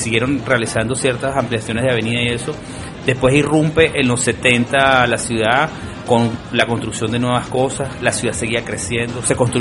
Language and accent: Spanish; Caracas, Capital District, Venezuela; also born or lived in Trujillo; No, yo nací en Trujillo, pero me crié en Caracas.